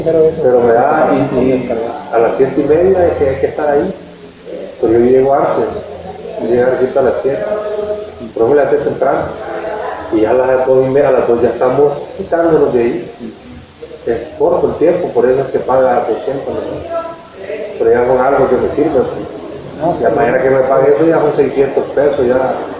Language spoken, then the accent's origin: Spanish; Honduras; Yo soy de Honduras.